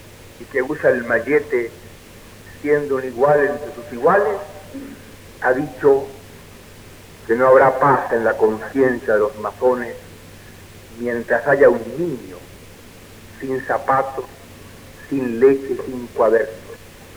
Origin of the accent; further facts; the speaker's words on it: Chile; me honro como masón y como chileno